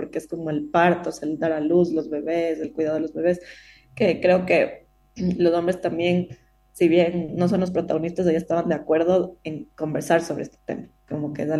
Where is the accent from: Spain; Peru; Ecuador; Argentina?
Ecuador; yo que soy ecuatoriana también, que ya soy partera.